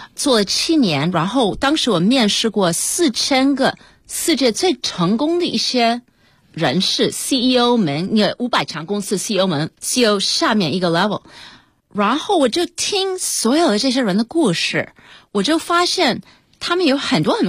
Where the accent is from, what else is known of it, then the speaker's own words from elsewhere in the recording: United States; 虽然我在美国长大，可是我的家庭是一个非常传统的中国家庭